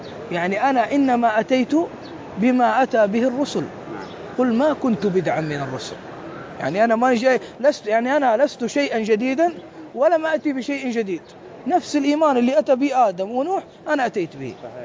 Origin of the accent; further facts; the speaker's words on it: Mecca, Makkah Province, Saudi Arabia; أنا ابن مكة وأعرف.